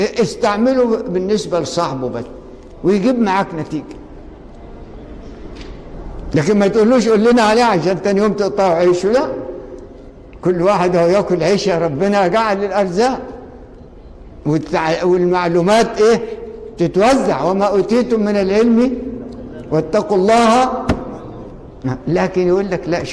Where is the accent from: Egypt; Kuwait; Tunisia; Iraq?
Egypt; لقينا كله تصويره ضعيف، واحنا مصريين